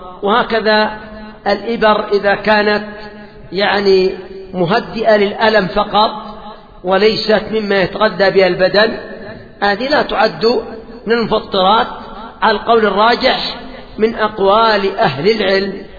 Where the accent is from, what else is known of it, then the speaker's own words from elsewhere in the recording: Yemen; هذا بالنسبة عندنا في اليمن، وأتوقع أن هذا في أكثر البلدان